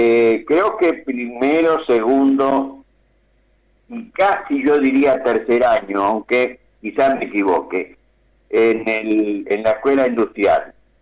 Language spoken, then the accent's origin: Spanish; Cañuelas, Buenos Aires Province, Argentina; born there; Nosotros nacimos en Cañuelas. En la calle Libertad 673, donde hoy está el Banco Santander.